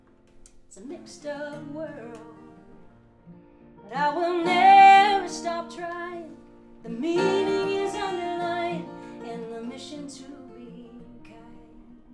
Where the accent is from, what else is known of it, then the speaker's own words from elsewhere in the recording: Lubbock, Texas, United States; Well, so I grew up in Texas, and a little town called Lubbock, Texas. Nobody ever knows Lubbock.